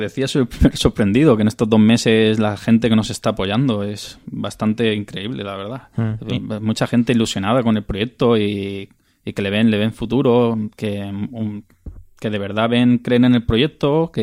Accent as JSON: {"language": "Spanish", "region": "Balearic Islands", "country": "Spain", "said": "Somos yo, que soy de aquí de Mallorca"}